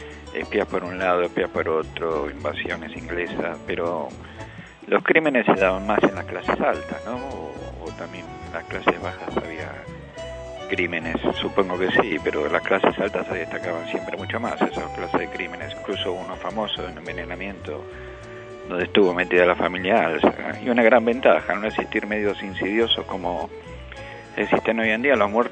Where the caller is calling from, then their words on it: Buenos Aires, Argentina; de Chacarita.